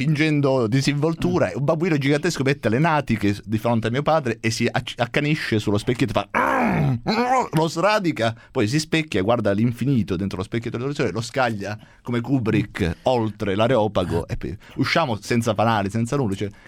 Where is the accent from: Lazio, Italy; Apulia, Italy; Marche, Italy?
Apulia, Italy; perché io sono pugliese